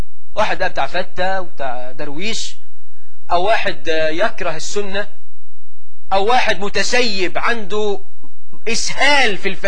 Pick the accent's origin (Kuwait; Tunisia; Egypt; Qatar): Egypt; واجعل بلدنا مصر آمنة مطمئنة رخاء سخاء